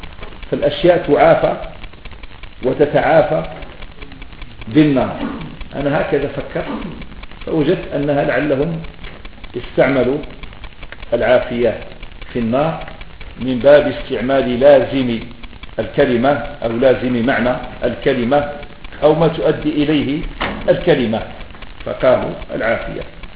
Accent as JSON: {"language": "Arabic", "country": "Morocco", "said": "هذه كلمة ما تستخدم عندنا في المغرب"}